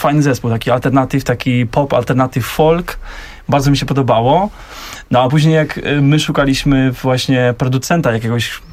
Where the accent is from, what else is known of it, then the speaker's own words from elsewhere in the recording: Moravian-Silesian Region, Czechia; my jesteśmy zespół … żeby tak przetłumaczyć tutaj Vlastę po mojej prawej stronie i pochodzimy z Zaolzia, z Czech.